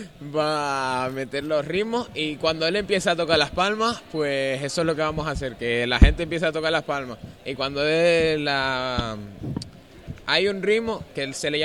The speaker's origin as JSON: {"language": "Spanish", "region": "Canary Islands", "country": "Spain", "said": "Pues hay gente aquí, no solo somos de aquí, de Canarias, hay extranjeros también."}